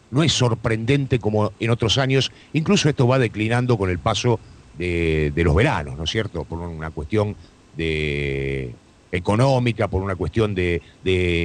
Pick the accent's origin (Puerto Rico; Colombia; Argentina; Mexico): Argentina; Buenos Aires; born there; now in Partido de la Costa, Argentina; Mirá, no somos nosotros oriundos del Partido de la Costa. Uh-huh. Somos nacidos en la ciudad de Buenos Aires, todos los que integramos la radio.